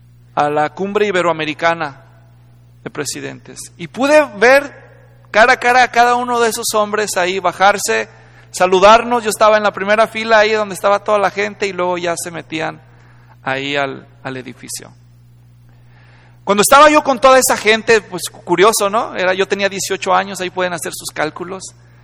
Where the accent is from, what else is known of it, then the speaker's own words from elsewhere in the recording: Guadalajara, Jalisco, Mexico; born there; este lugar culturalmente importante en la ciudad de Guadalajara, donde yo nací